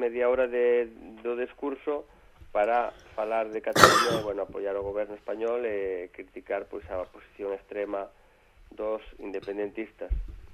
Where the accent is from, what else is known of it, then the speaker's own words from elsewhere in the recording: Galicia, Spain; como os galegos estamos en todas partes, non íamos estar ali.